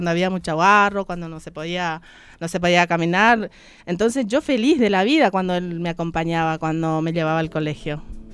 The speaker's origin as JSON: {"language": "Spanish", "country": "Paraguay", "tie": "born or raised there", "said": "Yo vengo del campo, de una familia campesina, gente trabajadora. Fui en una escuela rural hasta el noveno grado. Después fui al pueblo para cursar mi bachillerato."}